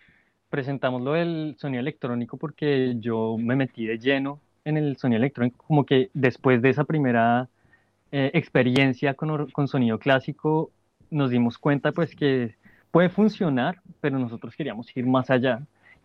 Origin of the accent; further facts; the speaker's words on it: Colombia; now in Paris, France; soy colombiano, vivo en París ya hace 5 años.